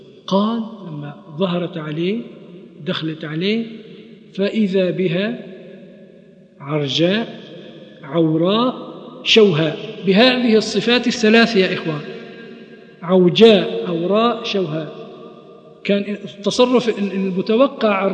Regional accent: Kuwait; مثل ما عندنا في الكويت مثل

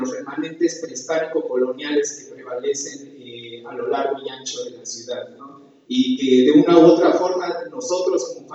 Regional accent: Mexicalcingo, Mexico City, Mexico; Yo vengo del pueblo de Mexicalcingo, dentro de la gran urbe.

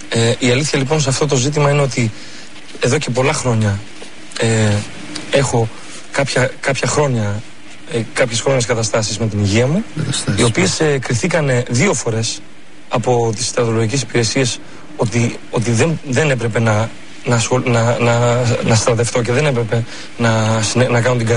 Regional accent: Thessaloniki, Central Macedonia, Greece; Εγώ είμαι από Θεσσαλονίκη

